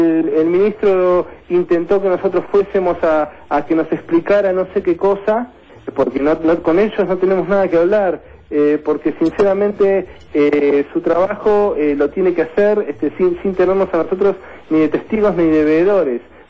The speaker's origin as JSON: {"language": "Spanish", "country": "Argentina", "said": "para que como argentinos no tengamos que seguir sufriendo muertes inocentes."}